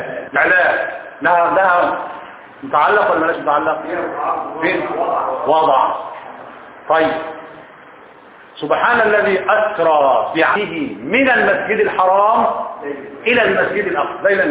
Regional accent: Egypt; بيقولوها المصريين صح ما انا منهم انا مصري برضه ولا ايه

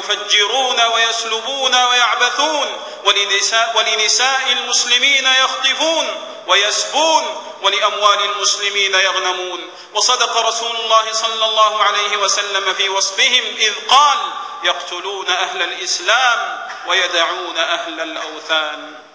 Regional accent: Saudi Arabia; إن بلادنا المملكة العربية السعودية وعلماءنا ومناهجنا وشبابنا براء من تلك الجماعات الإرهابية

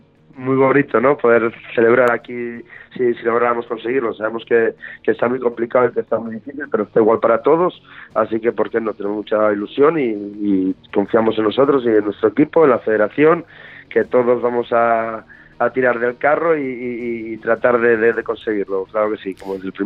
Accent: Asturias, Spain; moved away; somos asturianos, aunque ya llevamos muchísimos años aquí viviendo en Andalucía, medio andaluces ya

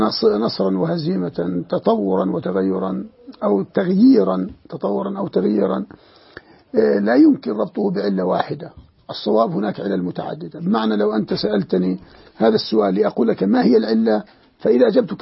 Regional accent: Jordan; عندنا في الأردن، لا نريد أن نذهب بعيدا هنا وهنا وهنا

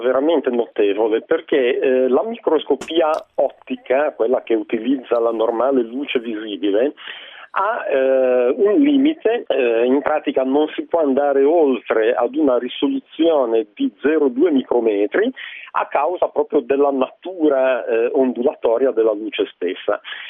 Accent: Genoa, Liguria, Italy; visto che io sono di Genova.

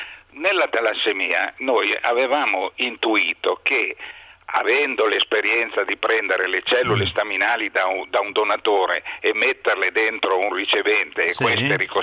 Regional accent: Tuscany, Italy; Sono toscano e faccio delle definizioni toscaneggianti

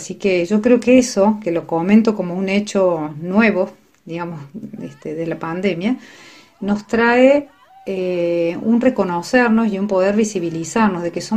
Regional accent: Córdoba, Argentina; now in Mendiolaza, Argentina; soy de Córdoba y hace aproximadamente 18 años vivo en Mendiolaza.

